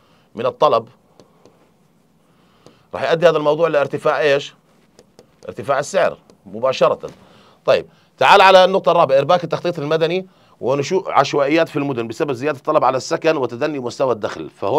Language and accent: Arabic; Jordan; واحنا عندنا في الاردن يعني بصراحه